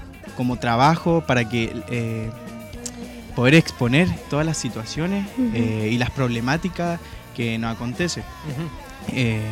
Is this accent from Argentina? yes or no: no; Valparaíso, Chile; yo soy de acá, de Valparaíso.